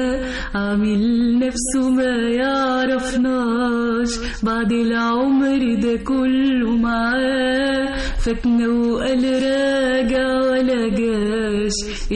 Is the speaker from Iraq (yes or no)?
no; Alexandria, Alexandria Governorate, Egypt; now in Cairo, Egypt; أنا أول نشأت تعلمت في اسكندرية، بحر اسكندرية هو اللي خلاني بقيت في المكان اللي أنا فيه دلوقتي ده.